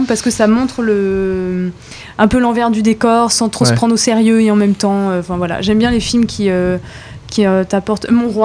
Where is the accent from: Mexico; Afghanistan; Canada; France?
France; On a une culture française riche. Je suis française.